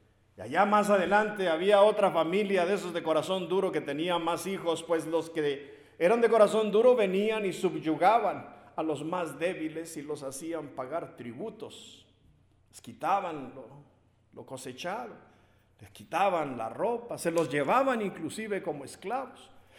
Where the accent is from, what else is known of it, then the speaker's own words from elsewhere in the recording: Mexico; nuestro himno nacional mexicano, de los que somos mexicanos